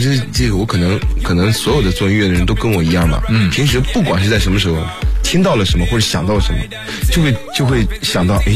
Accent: Xuzhou, Jiangsu, China; 在我老家徐州，音乐厅里面那种小型剧场式的。

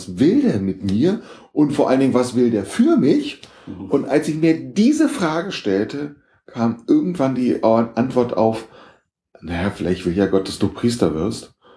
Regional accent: Berlin, Germany; Ich bin in Berlin aufgewachsen.

